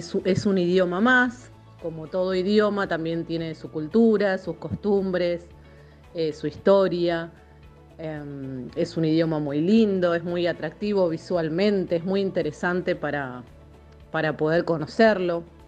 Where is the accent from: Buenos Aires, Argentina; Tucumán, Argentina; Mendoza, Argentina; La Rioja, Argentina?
Buenos Aires, Argentina; now in Salta, Argentina; yo soy de Buenos Aires, pero bueno, estudio en la Universidad de Salta.